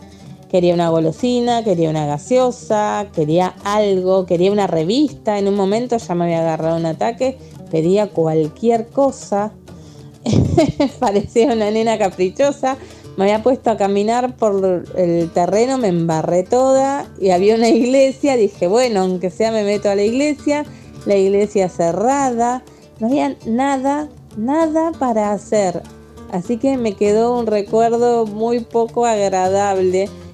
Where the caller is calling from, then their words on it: Lanús, Buenos Aires Province, Argentina; de Lanús.